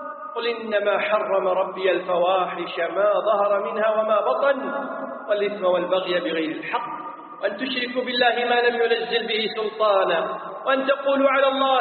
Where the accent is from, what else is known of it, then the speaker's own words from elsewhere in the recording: Kuwait; يسمون عندنا في الكويت فلاني هذا هو الثرثار